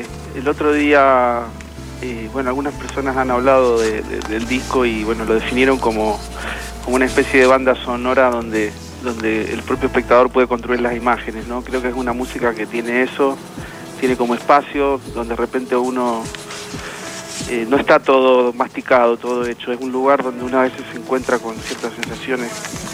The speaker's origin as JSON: {"language": "Spanish", "region": "Mendoza", "country": "Argentina", "tie": "born or raised there", "said": "yo me crié en Mendoza. Y bueno, cuando venía acá a Buenos Aires me encantaba el anonimato de la ciudad"}